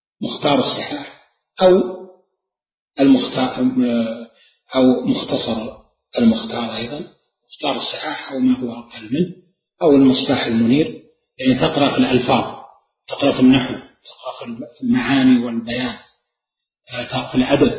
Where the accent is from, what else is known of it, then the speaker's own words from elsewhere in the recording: Najd, Saudi Arabia; عندنا في نجد المستعملة الاختصار ضرع على في العامية اختصار الكلمات